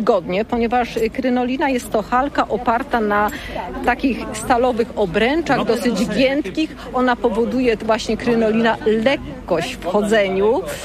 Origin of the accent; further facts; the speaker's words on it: Łódź Voivodeship, Poland; a ponieważ pochodzimy z tego województwa łódzkiego